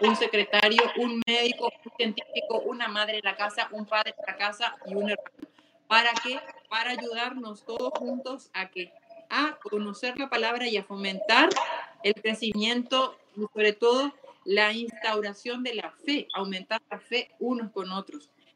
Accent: Argentina; now in Paraguay; Yo soy argentina, estudié allá

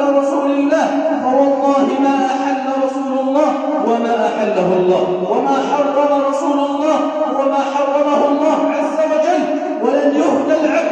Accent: Egypt; اللهم اجعل بلدنا مصر سخاء رخاء أمنا أمانا

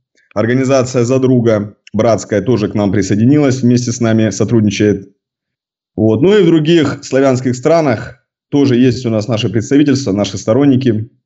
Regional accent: Sevastopol, Ukraine; Родился я в Севастополе, вырос в Севастополе, учился здесь. На данный момент мне 31 год полный.

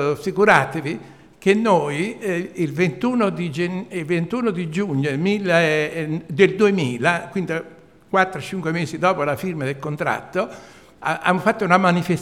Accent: Cimitile, Campania, Italy; Anche io sono originario di Cimitirio, vivo a Cimitirio, che sono da 11 anni che sono in pensione, e sto a Cimitirio, anche mio padre era contadino.

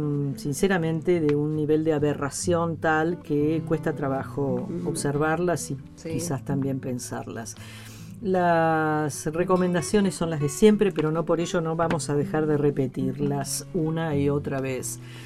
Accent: Buenos Aires, Argentina; los argentinos, o al menos los porteños, somos muchísimo más italianos que españoles.

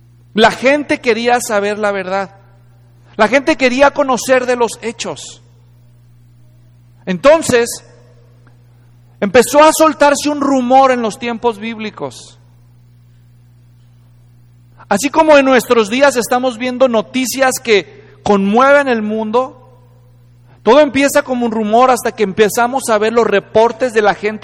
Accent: Guadalajara, Jalisco, Mexico; born there; este lugar culturalmente importante en la ciudad de Guadalajara, donde yo nací

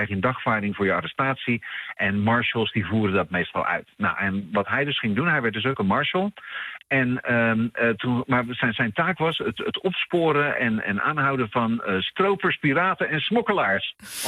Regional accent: Netherlands; ben ook maar een Nederlander, wat weet ik.

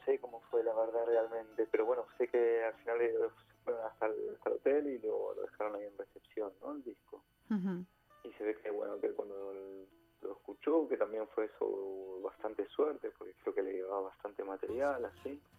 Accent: Argentina; Yo soy argentino

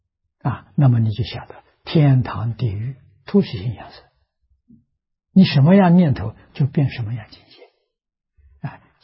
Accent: China; 我们中国人讲圣贤的教育，印度人讲佛菩萨的教育，太重要了啊！

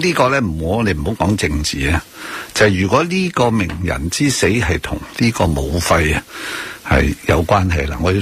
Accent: Hong Kong; 一定有一个说法俾我哋香港人得以警戒

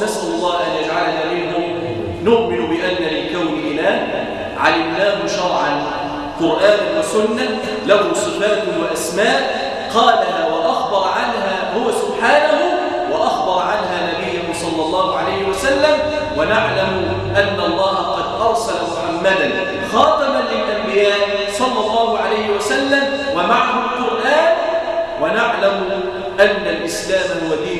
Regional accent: Egypt; وأن يحفظ بلادنا مصر، وأن يجعلها راحة للأمن والأمان

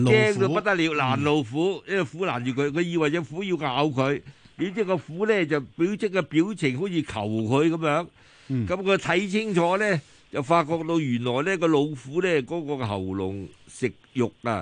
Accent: Guangdong, China; 因为我哋广东人就成日讲残鸡。

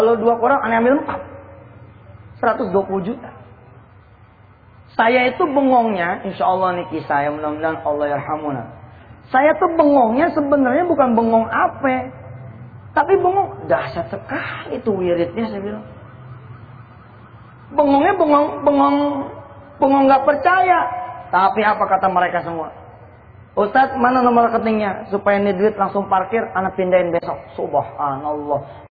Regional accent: Ketapa, Indonesia; orang-orang tua kampung saya di kampung Ketapa.

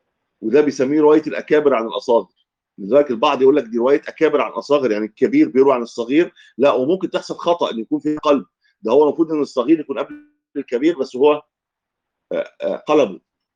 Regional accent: Egypt; حتى لما العوام عندنا في مصر يعني لما يغلط يقول يا عم أنا غلطت في

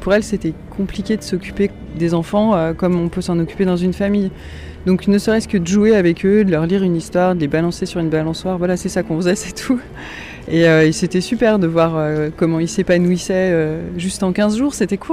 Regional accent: Auvergne-Rhône-Alpes, France; Moi je suis pas très loin du Grand Bivouac en fait, puisque j'habite à Annecy. Donc je suis originaire de Haute-Savoie. Et qui je suis ? Je suis une femme de 31 ans, bientôt. Et voilà, originaire de Haute-Savoie

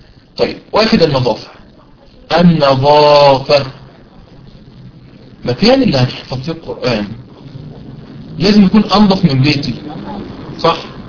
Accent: Egypt; عارفين المحشي عندنا في مصر يعني من أمهات الأكل عندنا في مصر

